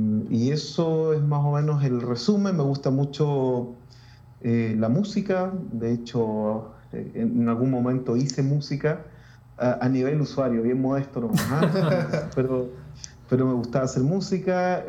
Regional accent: Valdivia, Los Ríos, Chile; also born or lived in Santiago; Soy de Chile. Soy originalmente de Valdivia. Sigo viviendo en Valdivia, aunque estuve unos años en Santiago por razones de estudio y por razones de trabajo y otras razones, pero soy de acá.

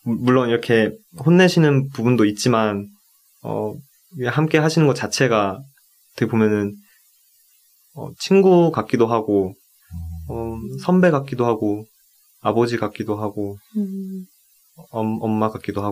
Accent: South Korea; 저도 이제 한국 사람이고

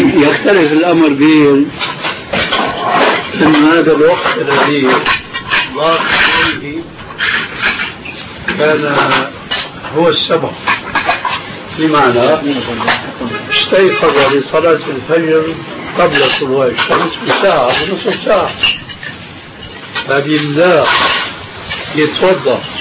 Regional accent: Syria; كما يقولون أيضا عندنا في الشام

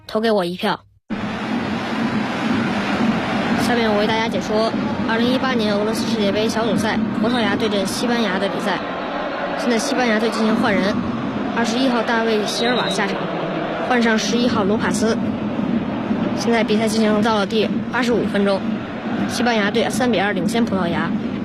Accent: Beijing, China; 大家好，我是来自北京光明小学四年级10班的

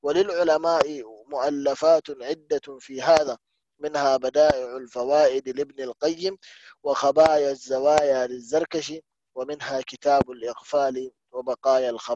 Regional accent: Mecca, Makkah Province, Saudi Arabia; مثلا عندنا في مكة مثلا

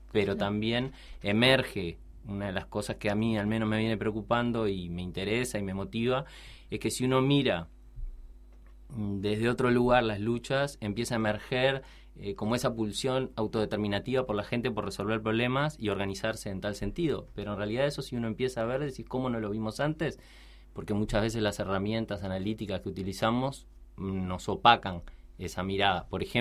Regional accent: Montevideo, Uruguay; Soy de acá, soy de Montevideo.

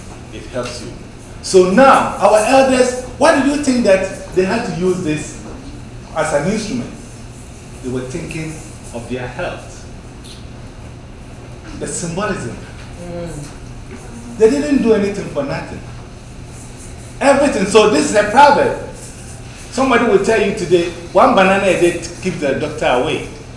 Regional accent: Kumasi, Ashanti, Ghana; also born or lived in Central Region; Me, I'm half. I was born in the central, but I was raised in Kumasi area. So I speak both.

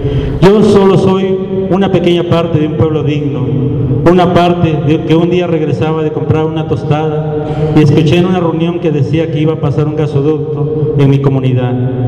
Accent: Jantetelco, Morelos, Mexico; a mi pueblo Jantetelco

